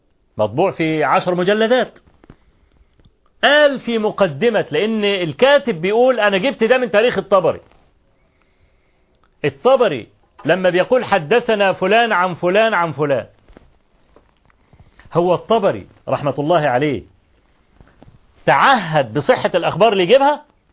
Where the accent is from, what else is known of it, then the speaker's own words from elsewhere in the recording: Egypt; طبعا احنا كمصريين